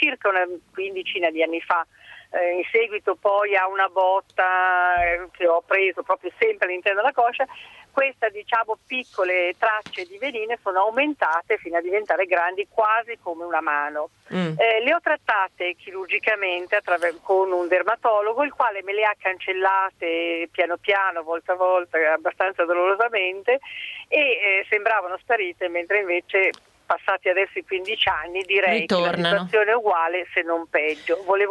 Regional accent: Lombardy, Italy; Sì, abbiamo sono del Garda

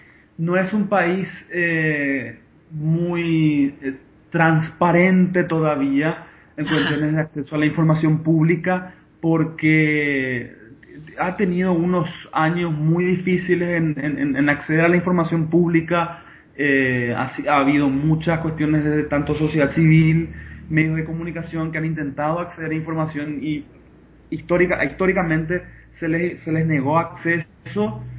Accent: Paraguay; mi procedencia es de Paraguay. Actualmente estoy viviendo en las afueras de Asunción, de la capital. Tengo 27 años

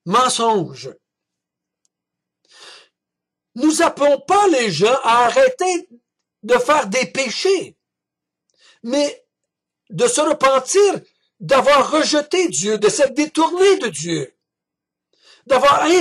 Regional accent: Quebec, Canada; born there; Moi, je suis né au Québec en 1950, donc j'ai été élevé dans une famille catholique.

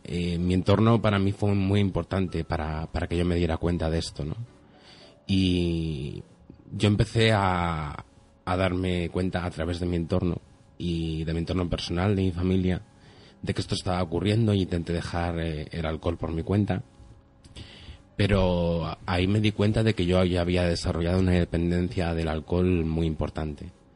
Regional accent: Torrelavega, Cantabria, Spain; yo tengo 27 años y … soy de aquí de la zona de Torlavega.

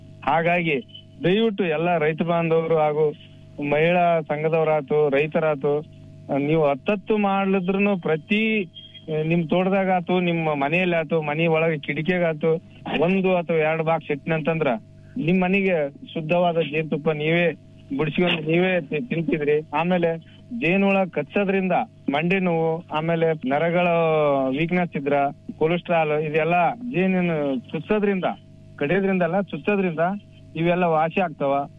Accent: Indragi, Karnataka, India; ನಮ್ಮೂರು ಇಂದ್ರಿಗಿ, ಕೊಪ್ಪಳ ಜಿಲ್ಲೆ, ಕೊಪ್ಪಳ ತಾಲೂಕು.

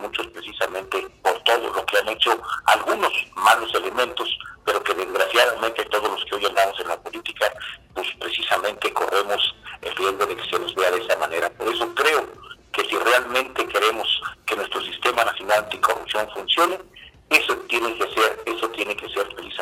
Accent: Poza Rica, Veracruz, Mexico; es un gusto saludarte y a todos los que escuchas allá en mi ciudad Poza Rica, y desde luego toda la zona norte del estado

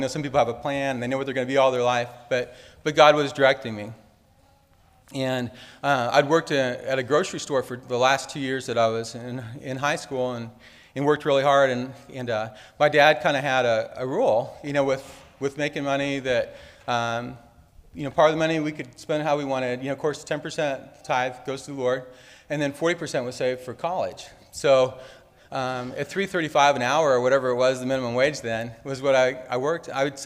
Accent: Iowa, United States; also born or lived in Missouri; now in Arkansas, United States; And I grew up in Iowa. So I was kind of joking with somebody the other day. I started off in Iowa, and then I was in the military for a while, so I was all over the place. And then spent quite a while in Missouri. And here I am in Arkansas.

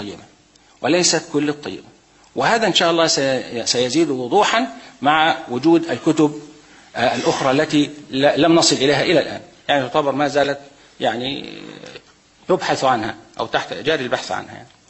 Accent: Egypt; عندنا في مصر الآن لا تحريرات

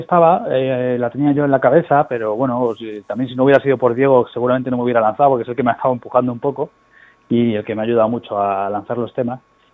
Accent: Seville, Andalusia, Spain; now in Madrid, Spain; Soy sevillano, sí. Yo vivo en Vallecas ahora hace mucho tiempo, pero yo nací en Sevilla

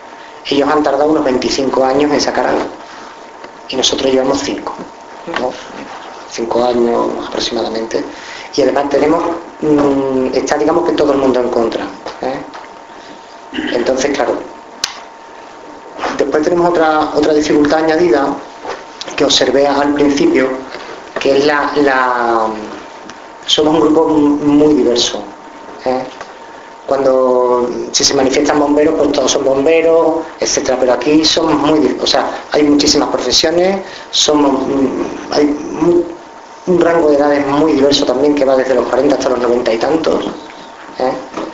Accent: Andalusia, Spain; es que entre que soy andaluz y estoy resfriado, pues vale.

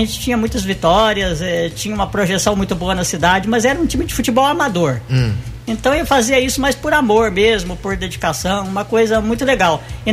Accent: Mococa, São Paulo, Brazil; also born or lived in São João da Boa Vista; Eu sou natural de Mococa, minha família toda é de Mococa, mas morei mais de 20 anos em São João da Boa Vista.

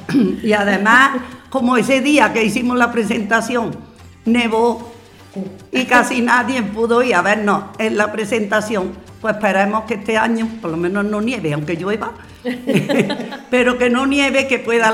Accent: Andalusia, Spain; celebrar nuestra región y que somos andaluces y cantaremos las canciones de Andalucía

